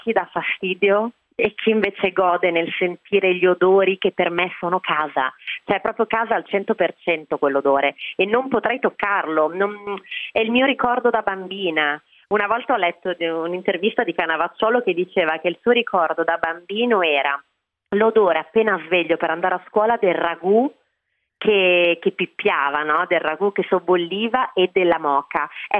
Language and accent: Italian; Campania, Italy